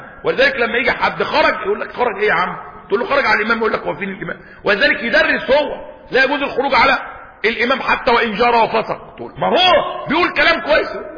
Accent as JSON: {"language": "Arabic", "country": "Egypt", "said": "اسكندريه ممنوعه علينا كمصريين ولا ايه؟"}